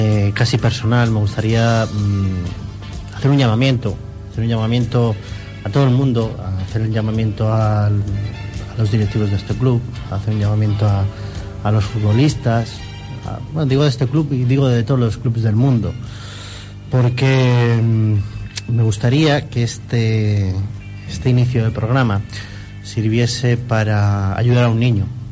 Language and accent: Spanish; La Rinconada, Andalusia, Spain; Mi barrio se conoce al niño y en mi pueblo se conoce al niño, allí en La Rinconada, y en San José de La Rinconada, aquí en Sevilla.